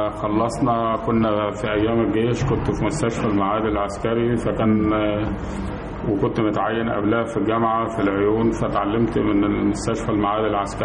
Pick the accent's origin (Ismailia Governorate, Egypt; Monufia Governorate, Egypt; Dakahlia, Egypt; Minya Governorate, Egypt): Dakahlia, Egypt; Belqas; من بلقاس.